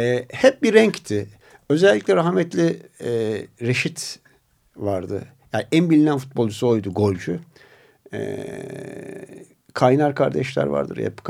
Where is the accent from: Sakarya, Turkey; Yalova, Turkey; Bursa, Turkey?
Bursa, Turkey; also born or lived in Zonguldak / Balıkesir; Bursa'da ben Zonguldak doğumluyum. Bir yıl daha sonra Balıkesir'de kalmıştık ve 73'ten itibaren de Bursa'ya geldik.